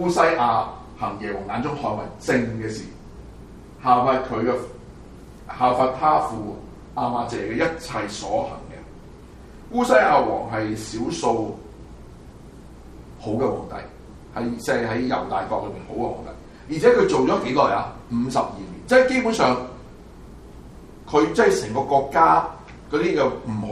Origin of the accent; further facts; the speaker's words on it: Hong Kong; 我想我們從香港來的，我們已經看到了很多東西可以很短時間轉曬的